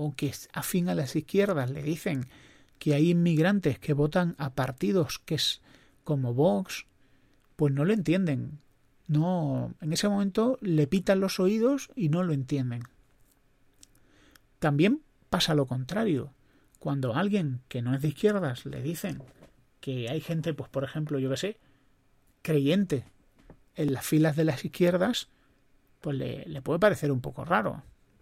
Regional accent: Spain; como español

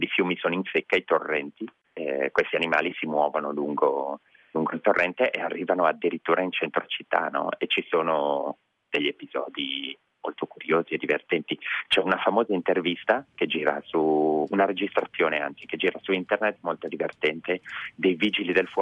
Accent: Genoa, Liguria, Italy; born there; now in Milan, Italy; sono, anche se ora vivo a Milano, sono nato a Genova.

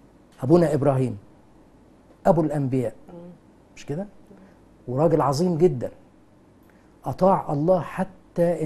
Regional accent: Egypt; يعني احنا عندنا في مصر في لغة صعيدي ولغة بحري

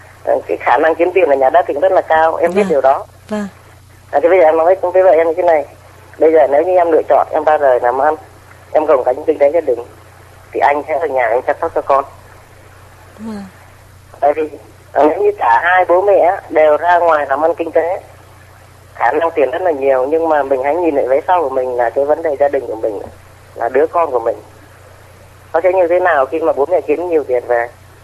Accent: Ninh Binh, Vietnam; now in Binh Duong, Vietnam; quê gốc em ở Ninh Bình nhưng mà em vào trong này lâu rồi, hiện nay em đang ngủ ở cư trú ở Bình Dương.

